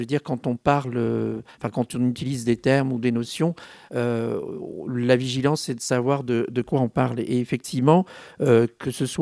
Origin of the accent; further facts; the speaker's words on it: Paris, Île-de-France, France; Je suis parisien et belvillois.